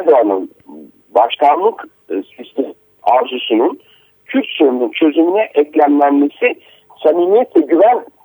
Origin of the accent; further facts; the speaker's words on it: Akşehir, Konya, Turkey; Ben Akşehirliyim.